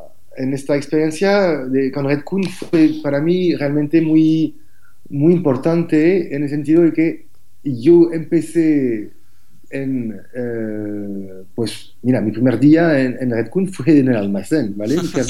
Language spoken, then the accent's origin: Spanish; France; Spanish is a second language; now in Barcelona, Spain; yo soy, bueno, como se nota con mi acento, soy francés. Llevo más de 13 años trabajando aquí en Barcelona.